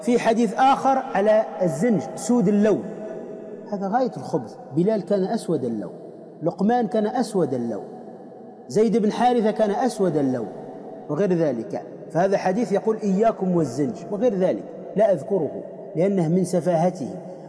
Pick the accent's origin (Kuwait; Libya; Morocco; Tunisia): Tunisia; وأصلا عندنا في تونس تسمى الهريسة